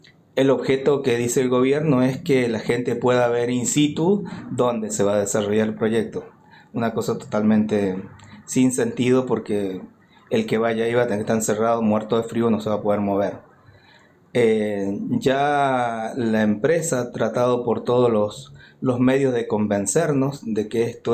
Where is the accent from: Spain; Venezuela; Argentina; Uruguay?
Argentina; Uspallata, Mendoza; soy habitante del Valle de Uspallata, tengo 60 años. Hace 60 que vivo en Uspallata. Desarrollé ahí mi familia y mi negocio.